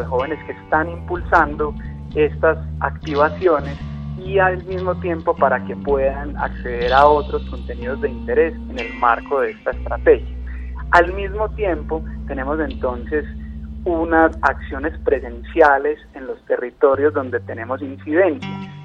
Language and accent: Spanish; Colombia; es el momento que tenemos que ponernos a prueba como colombianos y como colombianas